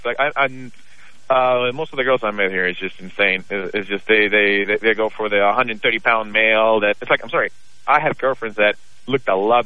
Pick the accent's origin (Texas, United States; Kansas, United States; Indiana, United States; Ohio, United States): Texas, United States; Houston; now in Los Angeles, United States; I grew up in Texas, and I grew up in Houston, actually. And I moved to the West Coast just because I wanted something different.